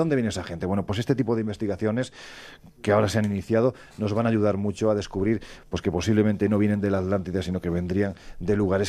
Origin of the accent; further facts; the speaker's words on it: Andalusia, Spain; Oye, yo siempre digo que soy andaluz sin gracia